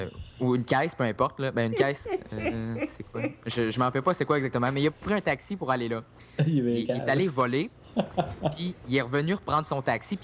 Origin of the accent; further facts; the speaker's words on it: United States; French is a second language; Moi, par expérience, je suis un peu plus les États-Unis parce que je suis américain